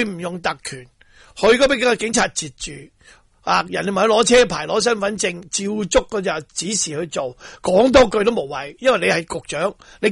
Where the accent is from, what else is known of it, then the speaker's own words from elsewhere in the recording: Hong Kong; 我系香港人